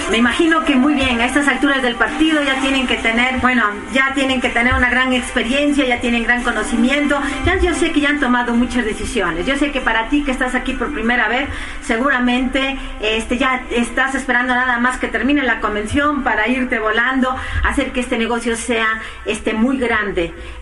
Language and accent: Spanish; Spain; born there; yo nací en España